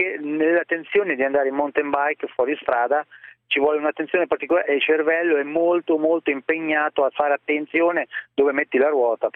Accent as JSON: {"language": "Italian", "town": "Ancona", "region": "Marche", "country": "Italy", "said": "proprio sono di Ancona proprio."}